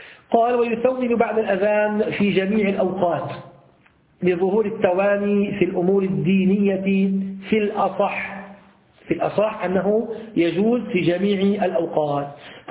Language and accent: Arabic; Damascus, Damascus Governorate, Syria; عندنا في دمشق في الأحياء التجارية مثل السوق متحداشة يوجد مساجد كثيرة